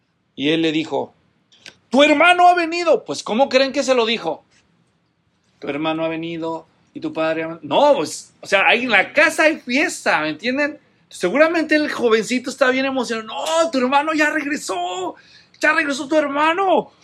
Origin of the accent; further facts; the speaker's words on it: Guadalajara, Jalisco, Mexico; es que yo soy de Guadalajara, ¿no?